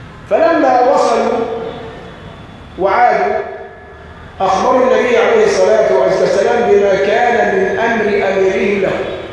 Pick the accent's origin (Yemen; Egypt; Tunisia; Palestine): Egypt; واحنا عندنا كمصريين مثل شعبي بيقول كل شاة برجليها معلقة